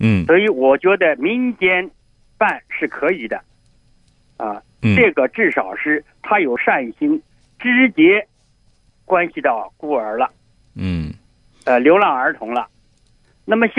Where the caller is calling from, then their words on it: Beijing, China; 我是北京的。